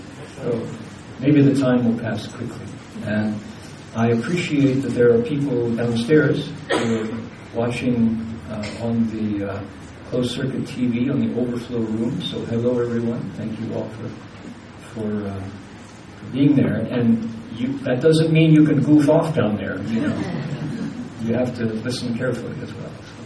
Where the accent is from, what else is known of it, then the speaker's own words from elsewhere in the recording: Toledo, Ohio, United States; because I'm an American, born and bred, Toledo, Ohio, is where I grew up, and I first met Chinese in high school. My high school in Toledo was one of the three high schools that offered Mandarin Chinese as an elective.